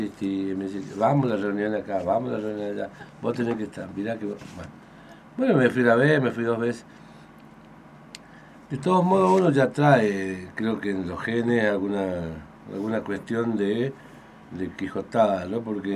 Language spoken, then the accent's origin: Spanish; Tucumán, Argentina; now in Misiones, Argentina; yo soy de Tucumán, nací en Tucumán, me malcrié allá. después tuve la posibilidad de elegir de venir a vivir acá a Misiones.